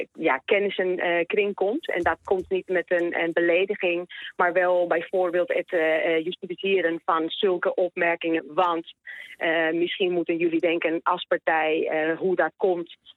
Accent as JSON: {"language": "Dutch", "country": "Spain", "tie": "born or raised there", "second_language": "Dutch", "lives_now": "Netherlands", "said": "Kijk, ik kom uit Spanje vandaan oorspronkelijk. Ik ben opgegroeid in de eerste jaren van het terrorisme in Spanje."}